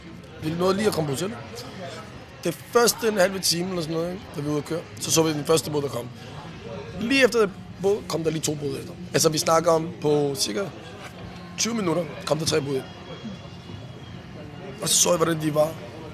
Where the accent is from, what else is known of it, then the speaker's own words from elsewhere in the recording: Brøndby Strand, Capital Region, Denmark; Jeg er opvokset i Brøndby Strand. Jeg kommer fra en familie. Min far er iraker. Min mor, hun er russer. Jeg er 33 år. Bor på Amager. Eller boede på Amager.